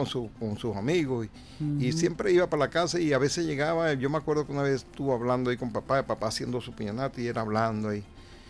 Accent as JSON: {"language": "Spanish", "town": "Valle de San Juan", "region": "Nueva Esparta", "country": "Venezuela", "tie": "born or raised there", "said": "Valle de San Juan, que es, es prácticamente el ícono del pueblo mío, del Valle de San Juan, municipio Díaz"}